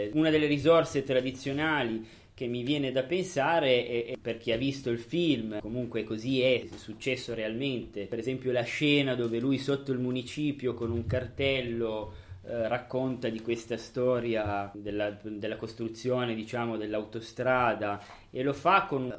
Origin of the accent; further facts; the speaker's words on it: Sicily, Italy; originario della provincia di Palermo. I miei genitori sono entrambi nati a Partinico, un paese molto vicino al paese di Peppino Impastato.